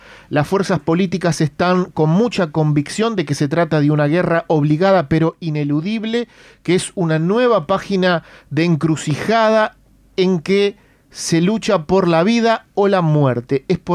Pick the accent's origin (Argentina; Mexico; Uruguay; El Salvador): Uruguay; como comunicador, como uruguayo de origen armenio